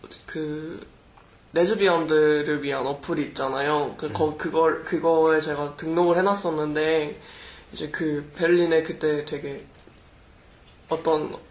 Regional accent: South Korea; moved away as an adult; 그때 저도 한국에서 온 지 얼마 안 됐잖아요.

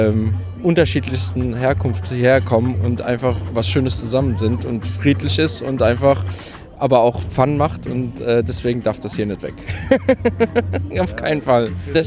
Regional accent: Mannheim, Baden-Württemberg, Germany; Ich bin ein gebürtiger Mannheimer und bin von der Adria eigentlich.

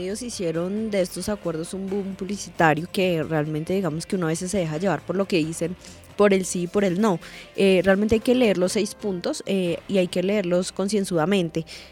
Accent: Colombia; que somos más los colombianos que queremos la paz, que somos más los colombianos que estamos rechazando esa violencia

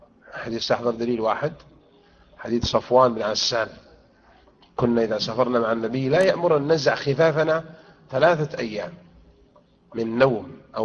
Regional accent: Morocco; دورة المغرب عندنا في المغرب يوم الجمعة يقرؤون القرآن جماعيا

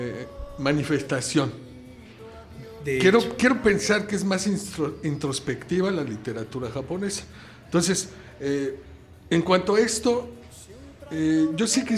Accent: Mexico; para nosotros como pueblo mexicano

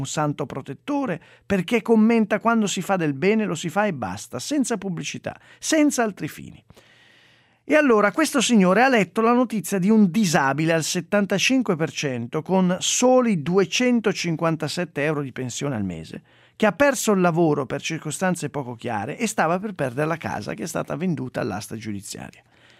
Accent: Sesto San Giovanni, Lombardy, Italy; born there; Sesto San Giovanni non è solo la mia città natale

